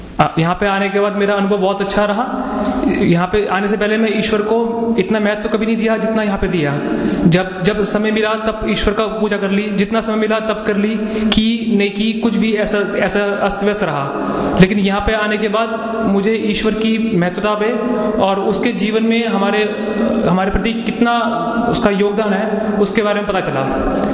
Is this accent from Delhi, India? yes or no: yes; Delhi, India; और मैं दिल्ली से आया हूँ।